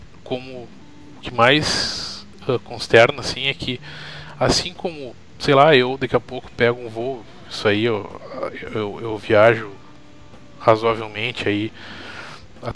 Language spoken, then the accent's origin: Portuguese; Brazil; a gente essa semana aí passou por isso como brasileiros e como, digamos, amantes do esporte, né?